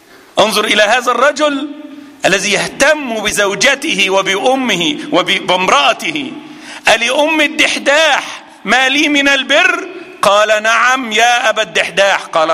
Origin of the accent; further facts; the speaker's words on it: Egypt; هذا عندنا في مصر مال كبير